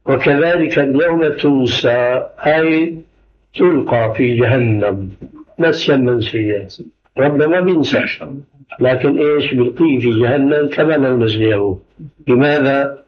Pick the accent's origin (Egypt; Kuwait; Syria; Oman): Syria; أيأتي المثل العام عندنا في سوريا